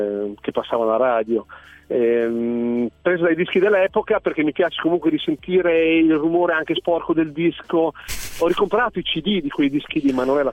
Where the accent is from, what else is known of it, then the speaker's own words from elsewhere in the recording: Emilia-Romagna, Italy; Io sono nato in provincia di Modena, nell'Appennino modenese, e fino a 27 anni ho vissuto lì, ho frequentato il bar del paese